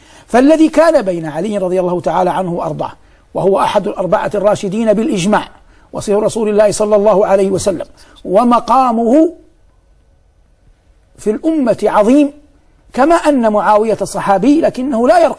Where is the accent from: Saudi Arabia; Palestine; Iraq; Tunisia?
Saudi Arabia; ونحن في بلادنا المملكة العربية السعودية حرسها الله نلتقي بالمصريين كثيرا، خاصة نحن من يسكن المدينة أو يسكن مكة